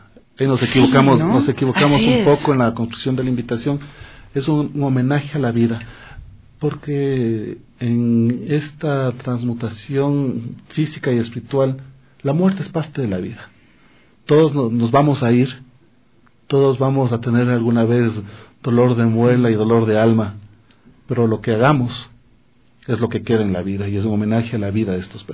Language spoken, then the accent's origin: Spanish; Ecuador; creo que es nuestra labor como ecuatorianos investigar un poco lo que estamos haciendo